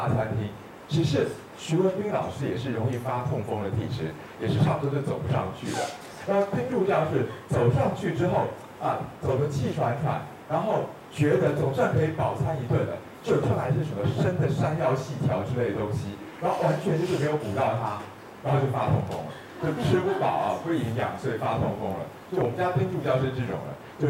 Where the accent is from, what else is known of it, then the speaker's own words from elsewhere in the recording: Taiwan; 他们我台湾人叫什么普林还是什么东西